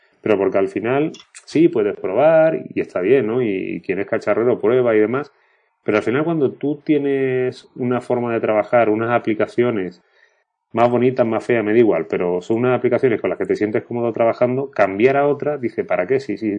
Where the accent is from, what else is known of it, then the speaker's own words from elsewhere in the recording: Málaga, Andalusia, Spain; yo salí al quite diciéndole que malagueño era yo, pero que aquí el amigo era de Sevilla